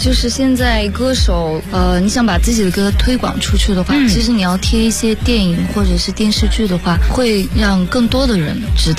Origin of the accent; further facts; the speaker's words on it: Chengdu, Sichuan, China; also born or lived in Kangding; 其实我是康定生的，在成都长大，但是我的爸爸妈妈爷爷奶奶都是那里的。